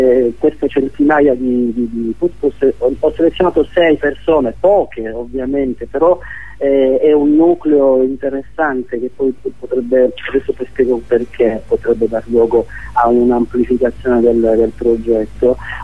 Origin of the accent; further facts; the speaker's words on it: Palermo, Sicily, Italy; io sono di Palermo, conosco bene di cosa parlo